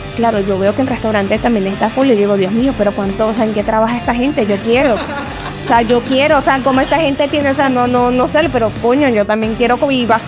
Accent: Valencia, Carabobo, Venezuela; lo que pasa es que no somos aquí, mira, somos de Valencia, man.

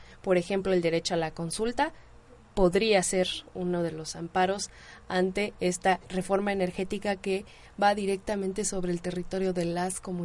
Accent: Mexico; por este despojo de nuestra identidad como mexicanos

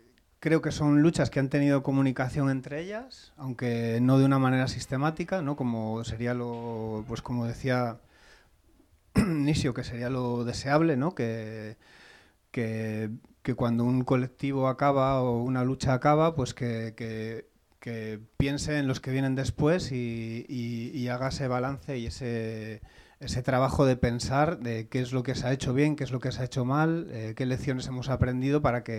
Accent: Cantabria, Spain; Yo soy de Cantabria y llevaba viviendo aquí, bueno, yo qué sé, soy de aquí de toda la vida

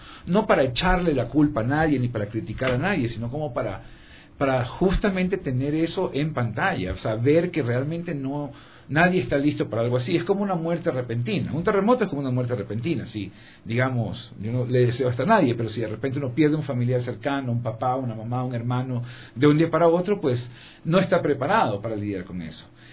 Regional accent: Portoviejo, Manabí, Ecuador; a raíz del terremoto, pues yo soy de Puerto Viejo y tenía que quería ir a ver cómo estaba la ciudad

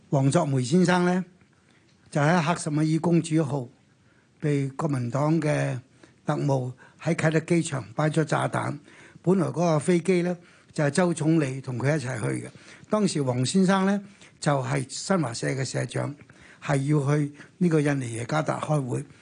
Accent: Hong Kong; 我哋香港人冇乜點缺席呢啲咁嘅大時代嘢。

